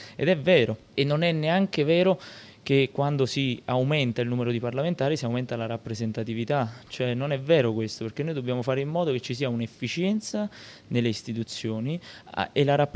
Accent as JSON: {"language": "Italian", "town": "Pomigliano d'Arco", "region": "Campania", "country": "Italy", "said": "io sono di Pomigliano d'Arco, quindi nella mia città si è subito più di tutti questo concetto di crescita"}